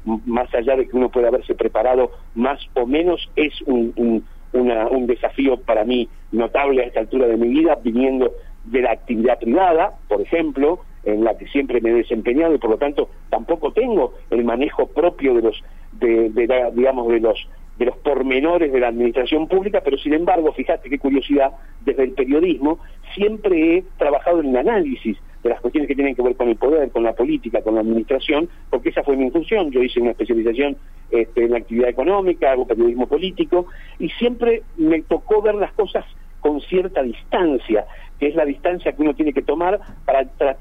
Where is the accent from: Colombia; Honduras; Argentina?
Argentina; Buenos Aires Province; No, yo soy de Buenos Aires.